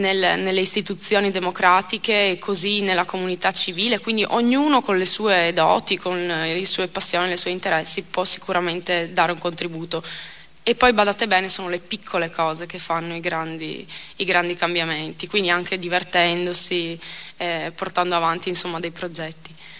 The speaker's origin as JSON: {"language": "Italian", "town": "Fossalta di Portogruaro", "region": "Veneto", "country": "Italy", "said": "ho partecipato alle elezioni amministrative del mio paese, sono stata eletta e ad oggi sono il presidente del consiglio comunale di Fossalta di Portogruaro"}